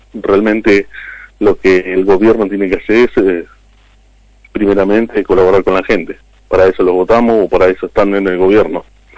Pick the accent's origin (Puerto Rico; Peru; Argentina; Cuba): Argentina; me duele como ser argentino y el estar en esta sociedad